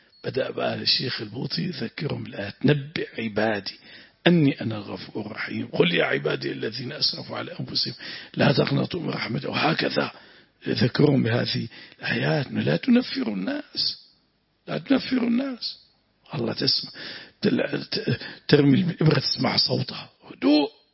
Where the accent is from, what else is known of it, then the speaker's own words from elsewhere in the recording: Syria; عندنا في الشام، أريد أن أحضر